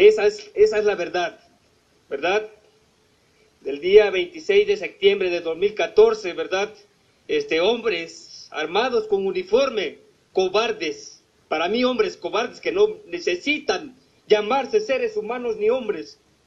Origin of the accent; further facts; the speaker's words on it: Mexico; Créame que a mí eso me tiene indignado como hombre y como mexicano que soy.